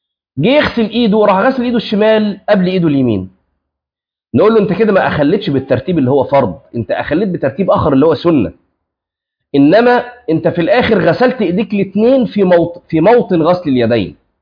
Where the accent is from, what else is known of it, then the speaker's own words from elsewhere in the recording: Egypt; اللي احنا بنسميه الكعب عندنا في مصر اسمه في اللغه عقب